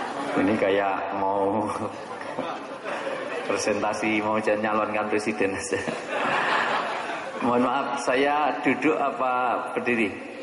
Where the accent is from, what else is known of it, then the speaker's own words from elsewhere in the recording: Java, Indonesia; saya dahulukan yang tua, karena saya orang Jawa